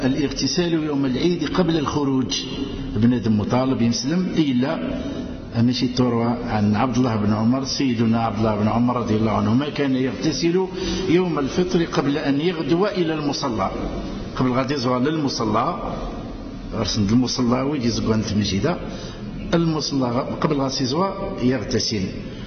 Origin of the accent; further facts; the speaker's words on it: Algeria; نرفع أكف الدعاء إلى أدي زنزل الأمن والهنا في بلادنا الجزائرية